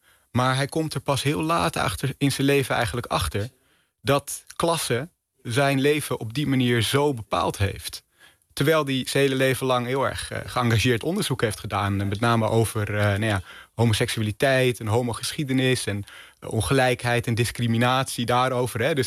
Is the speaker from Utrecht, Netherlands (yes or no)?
no; Amsterdam, North Holland, Netherlands; Ja, ik kom uit Amsterdam.